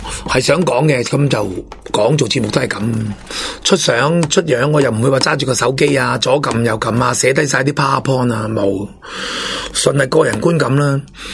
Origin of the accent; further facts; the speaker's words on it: Hong Kong; 我哋香港人